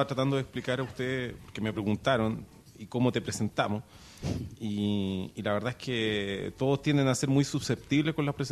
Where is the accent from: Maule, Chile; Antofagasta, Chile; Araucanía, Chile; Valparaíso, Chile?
Valparaíso, Chile; vengo de Valparaíso, ahí está la fábrica